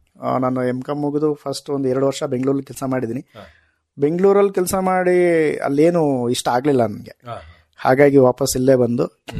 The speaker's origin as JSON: {"language": "Kannada", "town": "Hethur", "region": "Karnataka", "country": "India", "said": "ಸ್ಥಳೀಯವಾಗಿ ನಮ್ಮ ಸಕಲೇಶ್ಪುರ ತಾಲೂಕು ಹೆತ್ತೂರು ಗ್ರಾಮ, ಹೆತ್ತೂರು ಪಂಚಾಯಿತಿ"}